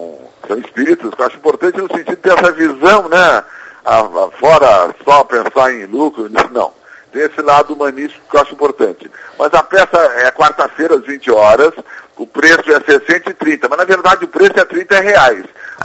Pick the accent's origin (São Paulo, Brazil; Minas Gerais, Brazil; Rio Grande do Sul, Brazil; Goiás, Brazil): Rio Grande do Sul, Brazil; now in Rio de Janeiro, Brazil; Bom, eu sou do Rio Grande do Sul, vim para cá em 1971.